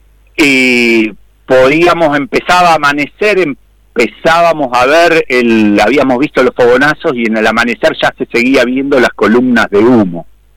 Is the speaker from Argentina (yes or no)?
yes; Jáuregui, Buenos Aires, Argentina; el que pasa ahí en mi pueblo, hasta la ciudad de Mercedes, provincia de Buenos Aires, que es más o menos unos 30 kilómetros de yo vivía, de Jáuregui